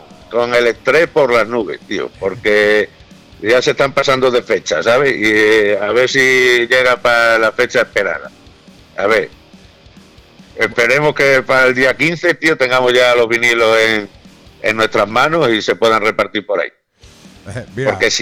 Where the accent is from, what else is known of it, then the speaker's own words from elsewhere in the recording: Badajoz, Extremadura, Spain; No, yo soy de Badajoz.